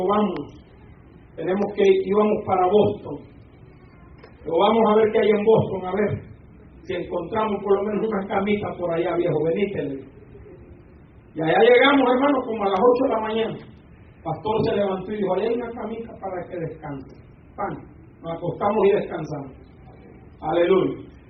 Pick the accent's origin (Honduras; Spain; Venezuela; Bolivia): Honduras; Le pedí baleadas, porque soy hondureño, los hondureños comemos baleadas y macheteadas.